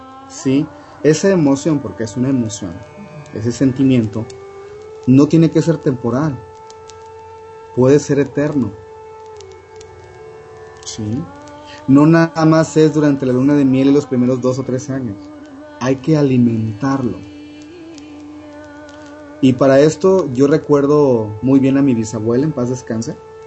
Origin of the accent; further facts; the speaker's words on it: Chiapas, Mexico; ellos vivían en Chiapas, de donde yo soy